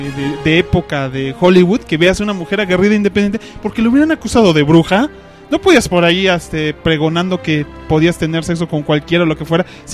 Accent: Mexico; aquí nosotros somos de México

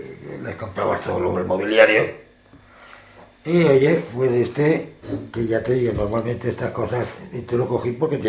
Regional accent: Málaga, Andalusia, Spain; now in Aragon, Spain; Yo soy de muy lejos, de 1000 kilómetros de aquí. Soy andaluz. Soy malagueño.

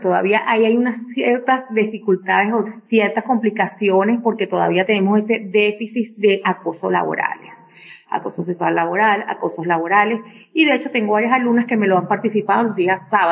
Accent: Venezuela; nosotros tenemos un gran desarrollo y un gran papel importante como mujeres venezolanas

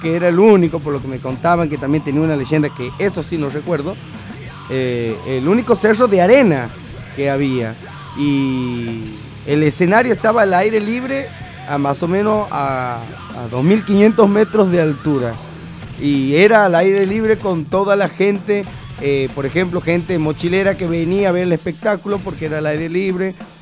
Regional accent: Santiago del Estero, Argentina; imagínense, soy Santiago del Estero, dentro de todo, que es un, digamos, es llano

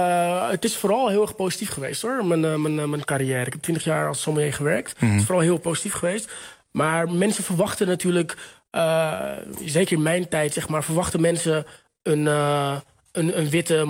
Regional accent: Texel, North Holland, Netherlands; also born or lived in Lisbon, Portugal; Ik ben wel opgegroeid. Nee, dat maakt niet uit. Ik ben wel opgegroeid op Texel.

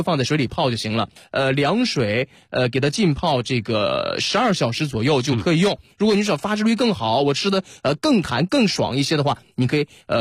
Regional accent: Northeast China, China

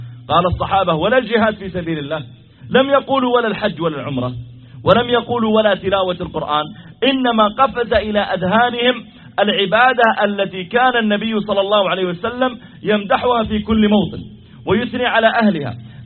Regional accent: Saudi Arabia; وهل الصلاة خاصة بنا نحن الذين جئناكم من السعودية؟

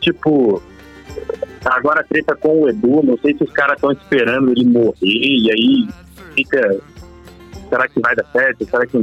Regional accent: Três Corações, Minas Gerais, Brazil; Eu sou de Três Corações.

